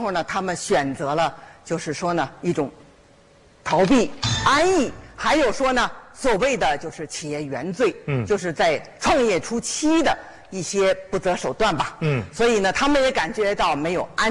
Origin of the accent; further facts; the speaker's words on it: China; moved away as an adult; now in Canada; 第一我是中国人，我的骨子里我的血流着是中国人的血，当我到移民局1991年去移民局